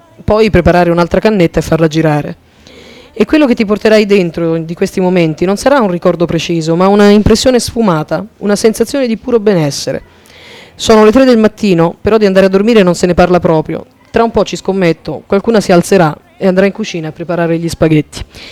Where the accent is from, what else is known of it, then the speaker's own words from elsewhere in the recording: Bolzano, Trentino-Alto Adige, Italy; venendo da Bolzano